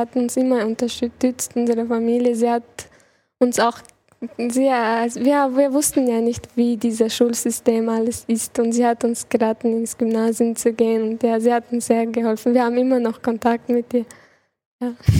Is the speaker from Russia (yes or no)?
yes; Chechnya, Russia; now in Vienna, Austria; Und in Tschetschenien ist für mich ein Land, wo ich aufgewachsen bin.